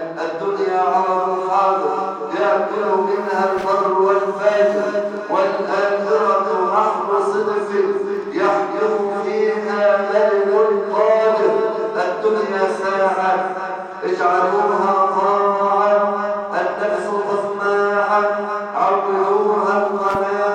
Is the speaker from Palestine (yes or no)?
no; Egypt; واحفظ بلدنا مصر بالبلد الامنه سخاء